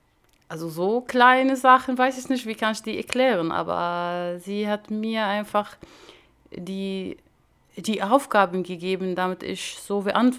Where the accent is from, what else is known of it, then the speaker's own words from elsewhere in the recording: Damascus, Damascus Governorate, Syria; German is a second language; Also ich bin im Damaskus im Syrien aufgewachsen bin. Ich bin Palästinenserin, also aber im Syrien geboren. Ja, ich bin im Damaskus in eine, ja, so eine kleine Stadt, kann ich sagen, heißt Mukhayam al-Yarmouk.